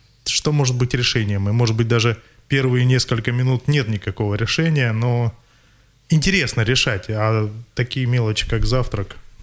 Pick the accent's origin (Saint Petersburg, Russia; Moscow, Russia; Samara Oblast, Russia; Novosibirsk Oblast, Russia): Novosibirsk Oblast, Russia; Novosibirsk; Да, я из Новосибирска, и действительно сейчас нахожусь в Красноярске на достаточно продолжительном проекте.